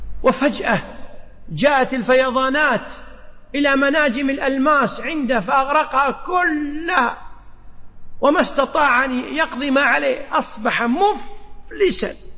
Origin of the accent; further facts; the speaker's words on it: Kuwait; عندنا في الكويت إذا أردنا السفر إلى مكة برا، كم طريق عندنا برا؟